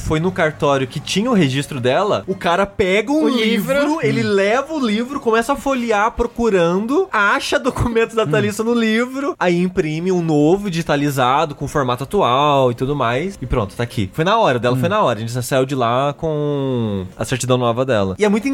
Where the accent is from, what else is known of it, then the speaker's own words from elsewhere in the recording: Queluz, São Paulo, Brazil; a minha irmã não nasceu em Queluz, que é minha cidade natal.